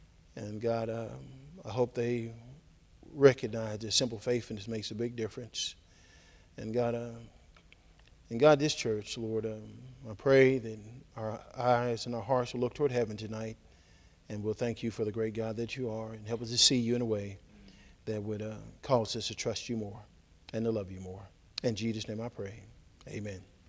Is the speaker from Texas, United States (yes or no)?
yes; Texas, United States; I'm from Texas, so I guess it's coming out tonight.